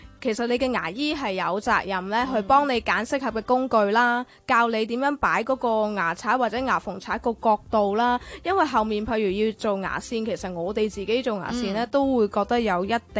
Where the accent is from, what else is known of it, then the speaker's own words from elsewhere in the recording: China; 譬如我哋中國人啦，中意損骨，中意食硬嘢啊